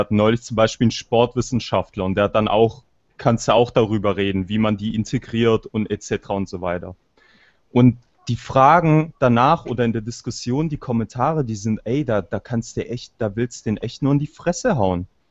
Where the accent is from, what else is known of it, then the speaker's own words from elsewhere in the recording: Albania; Ja, ich bin selber Albaner.